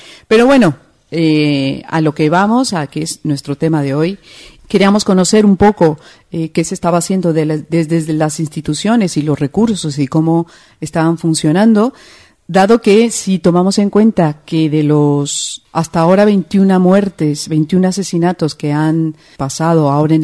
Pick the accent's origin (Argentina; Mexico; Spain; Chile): Spain; Madrid, Community of Madrid; como nosotras venimos de Madrid